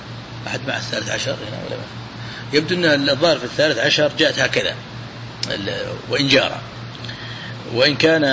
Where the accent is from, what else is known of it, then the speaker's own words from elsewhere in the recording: Najd, Saudi Arabia; عندنا في نجد أحبوا